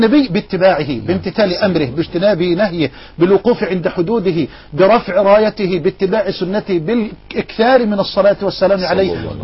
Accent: Egypt; وأخاطب المسؤولين في بلدنا مصر.

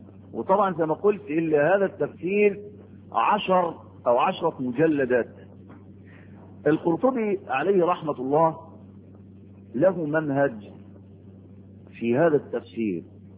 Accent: Egypt; بلد عندكم في مصر، في بلدنا مصر مشهورة ومعروفة

